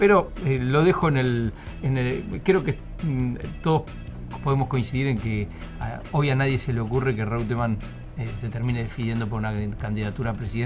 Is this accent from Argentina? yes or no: yes; Buenos Aires Province, Argentina; Como bonaerense